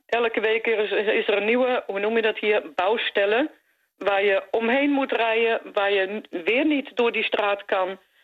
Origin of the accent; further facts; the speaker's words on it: Netherlands; Ik ben zelf Nederlandse, dus ik weet wat er gebeurt met water.